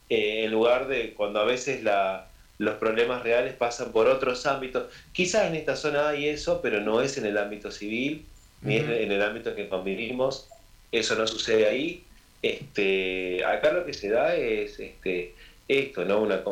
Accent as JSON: {"language": "Spanish", "region": "Tucumán", "country": "Argentina", "said": "Yo soy tucumano, por ejemplo, viviendo en Misiones"}